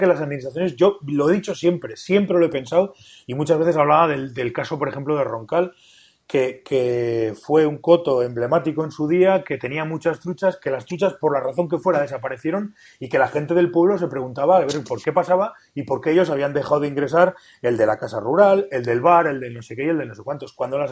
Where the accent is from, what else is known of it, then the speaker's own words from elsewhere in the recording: Pamplona, Navarre, Spain; yo soy de Pamplona y estamos en Navarra